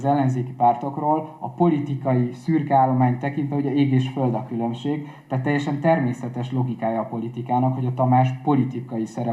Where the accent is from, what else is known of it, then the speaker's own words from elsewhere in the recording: Hungary; Én a Balaton mellett nőttem fel, a Balatont és Budapestet is nagyon szeretem.